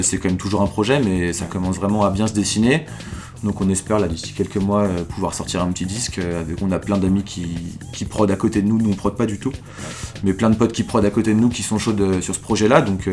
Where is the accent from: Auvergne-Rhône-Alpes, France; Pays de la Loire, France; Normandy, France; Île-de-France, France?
Auvergne-Rhône-Alpes, France; Lyon; moi je suis lyonnais